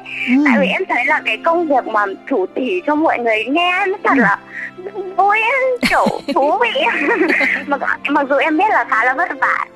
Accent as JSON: {"language": "Vietnamese", "region": "Bac Giang", "country": "Vietnam", "tie": "born or raised there", "lives_now": "Hanoi, Vietnam", "said": "Em đi học, em ở chỗ ở trên Hà Nội chị ạ. Còn quê của em thì ở Bắc Giang thôi, mẹ em ở Bắc Giang."}